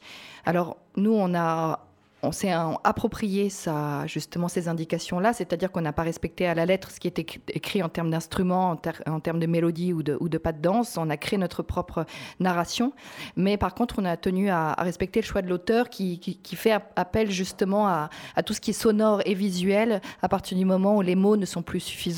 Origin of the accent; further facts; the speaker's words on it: France; moved away; Je suis partie de France il y a 3 ans à l'époque.